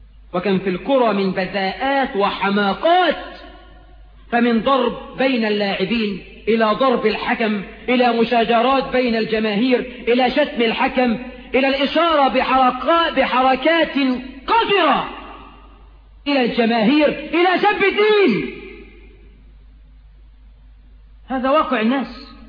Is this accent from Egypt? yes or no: yes; Egypt